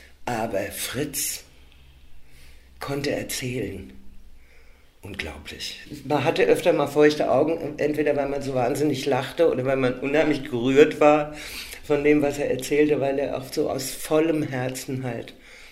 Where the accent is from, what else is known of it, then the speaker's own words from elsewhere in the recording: Frankfurt, Hesse, Germany; Ich stamme aus Frankfurt. Ich bin nicht da geboren, im hessischen Hinterland bin ich geboren. Und von 12 bis 22 in Frankfurt.